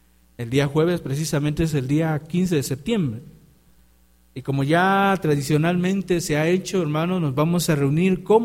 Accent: Mexico; ¿No es mejor el venir y disfrutar como mexicanos el que somos libres de una condenación que estaba sobre nosotros?

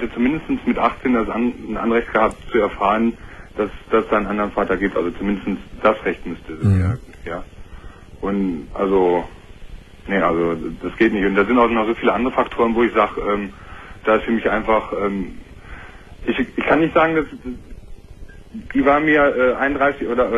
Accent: Düsseldorf, North Rhine-Westphalia, Germany; born there; Nee, ich bin in Düsseldorf geboren.

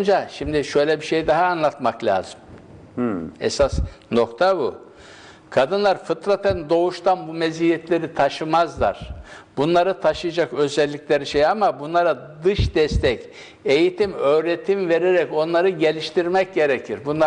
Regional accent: Isparta, Turkey; Benim doğup büyüdüğüm köyümün karşısında bu Toros Dağları'na bağlı olarak bir Anamas Dağı var.

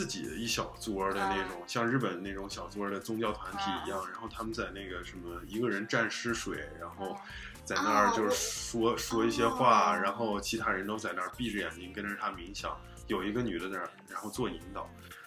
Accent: Beijing, China; now in United States; 我说在北京整个有一条长街，然后包括我家门口都卖这个东西

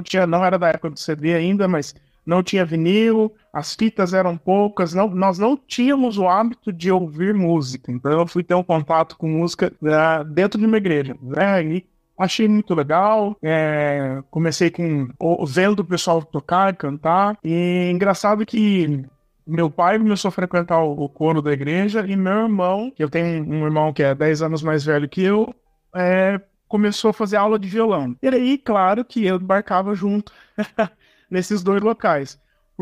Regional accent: São Paulo, Brazil; now in Paraná, Brazil; que eu sou de São Paulo, mas aqui no Paraná não é tão comum

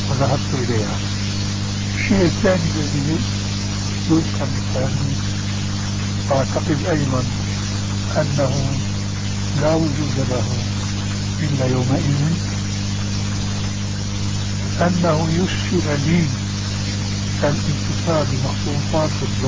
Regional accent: Damascus, Damascus Governorate, Syria; كما يقال عندنا في دمشق

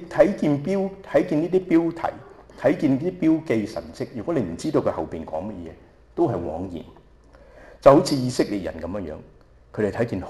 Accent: Shanghai, China; 就好似我哋上海人有一句話，我係上海人嚟

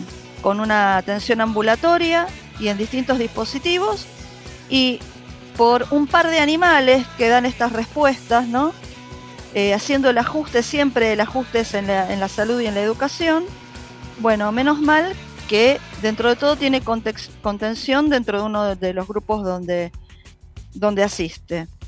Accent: Buenos Aires, Argentina; nosotros somos de Matadero.

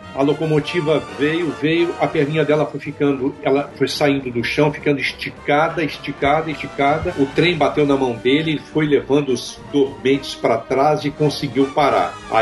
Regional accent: Minas Gerais, Brazil; Eu não sou carioca, tá, gente? Sou mineiro.

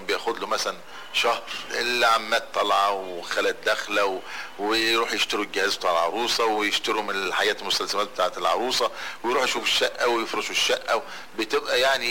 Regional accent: Damanhur, Beheira, Egypt; أنا من أبناء مدينة دمنهور، واتولدت في شبرا في شارع الجيشي.

